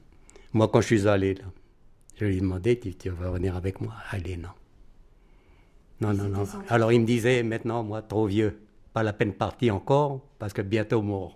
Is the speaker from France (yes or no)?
yes; France; Je dis, voilà, monsieur, je suis français.